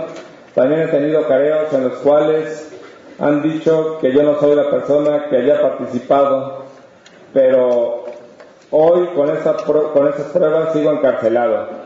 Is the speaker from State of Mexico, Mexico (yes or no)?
yes; San Pedro Tlanisco, State of Mexico, Mexico; soy originario de San Pedro Tlanisco, Estado de México, pueblo indígena náhuatl. Me encuentro recluido en la cárcel de Santiaguito, Almoloya de Juárez